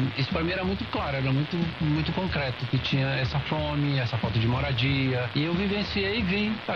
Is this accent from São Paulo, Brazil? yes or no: no; Baturité, Ceará, Brazil; born there; Eu tinha 16 anos, eu nasci em Baturité